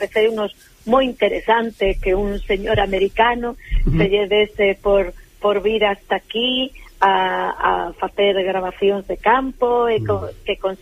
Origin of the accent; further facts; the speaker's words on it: Vigo, Galicia, Spain; E por aquí, son de Vigo, e aquí na zona pois do interior, Pazos de Borbén